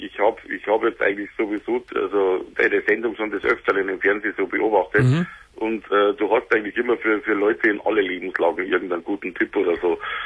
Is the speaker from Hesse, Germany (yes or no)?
no; Bavaria, Germany; Ich komme direkt aus Bayern, ja. Also ich bin an der österreichischen Grenze.